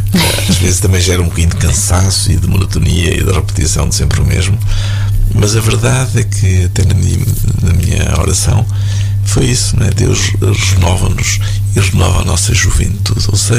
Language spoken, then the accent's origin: Portuguese; Fataunços, Centre, Portugal; É Fataunços.